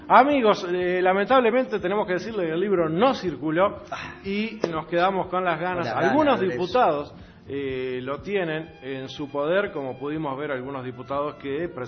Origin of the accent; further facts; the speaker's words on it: Uruguay; Uno puede ir como uruguayo por el mundo y decir, yo vengo de un clima que tiene cuatro estaciones.